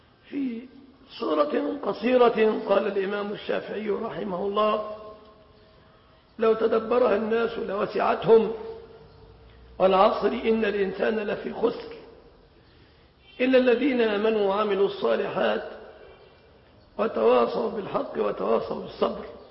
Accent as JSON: {"language": "Arabic", "country": "Egypt", "said": "لقد كنا في بلادنا مصر زمنا"}